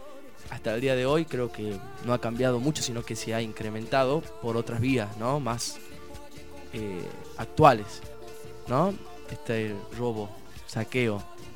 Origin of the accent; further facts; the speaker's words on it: Argentina; Somos los argentinos, somos los latinos